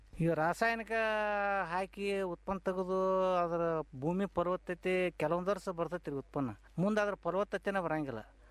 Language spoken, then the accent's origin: Kannada; Jamkhandi, Karnataka, India; ನಮ್ಮದು ಜಮಖಂಡಿ ತಾಲೂಕು ರೀ ಅದು, ತುಂಗಳ ಕಡೆ ಹಳ್ಳಿ.